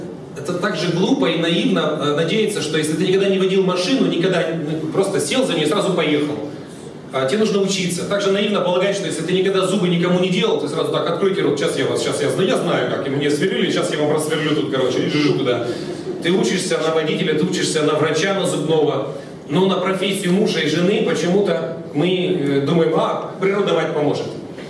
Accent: Siberia, Russia; Я вырос в Сибири, как у нас говорили, там народ пьет все, что горит

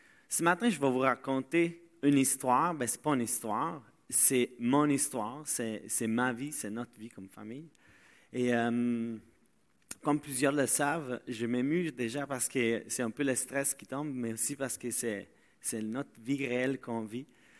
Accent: Italy; French is a second language; now in Tingwick, Canada; parce que je viens de l'Italie. Et ça fait désormais 7 ans que je vis au Québec et que je suis dans cette église parce que je suis arrivé à Tingwick. Donc, c'est pas loin de Victo.

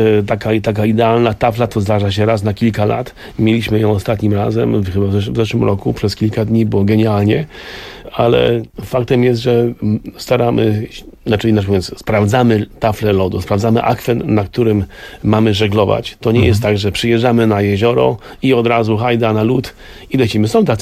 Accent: Mrągowo, Warmian-Masurian Voivodeship, Poland; also born or lived in Germany; tak jak ja pochodzę z Mrągowa i Stałt, czyli to są takie miejsca i to, że to jest moje miejsce na ziemi

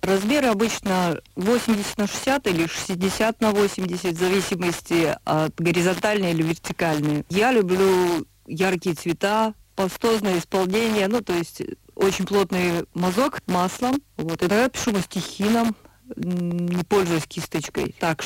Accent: Karaganda, Karaganda Region, Kazakhstan; now in Germany; Училась я в Караганде. Ну, вообще, я как бы из Караганды. Это мой родной город.

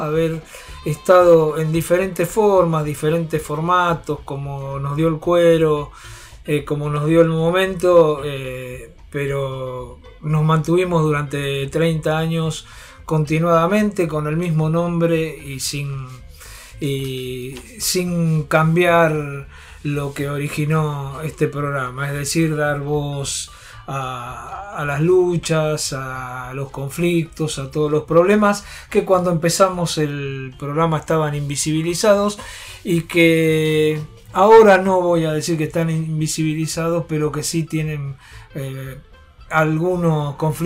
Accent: Buenos Aires, Argentina; aquellos que somos de la Ciudad de Buenos Aires, nos duele un poquito

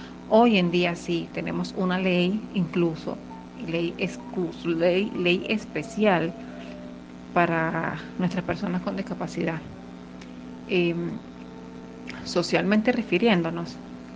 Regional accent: Venezuela; Sin embargo, como venezolana, continúo apostando a la inclusión de la juventud a nivel latinoamericano y, por qué no, mundial.

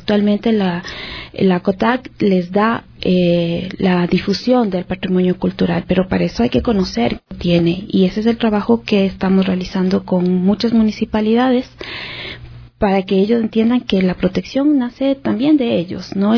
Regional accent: Ecuador; y que eso somos como ecuatorianos.

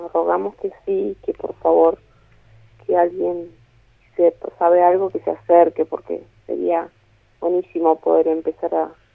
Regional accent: Sierra Colorada, Río Negro, Argentina; No, yo soy de Sierra Colorada.

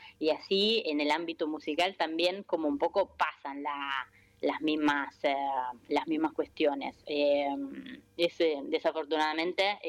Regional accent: Italy; Yo soy italiana, pero me siento argentina, estoy ahora acá en Italia, extraño un montón

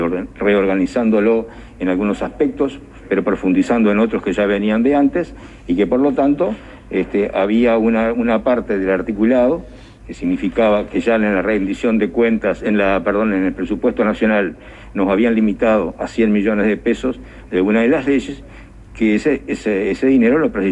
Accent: Uruguay; en el sentido de que somos todos uruguayos

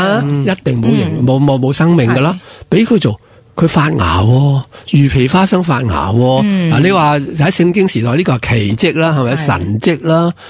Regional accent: Hong Kong; 其实我哋香港人最唔科学就系我哋以为咁先系科学嘛。

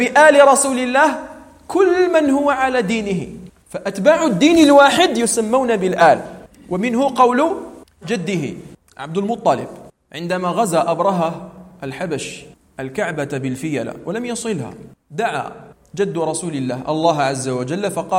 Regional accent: Algeria; عندنا في الجزائر، فنحن في الجزائر لسنا عربا، نحن بربر في الأصل، وأنسابنا منقطعة بسبب الاستدمار الفرنسي.

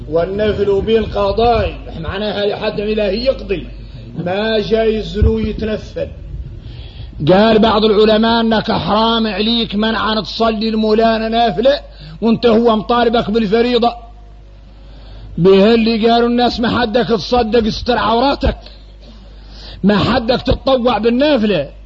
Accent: Mauritania; احنا موريتاني

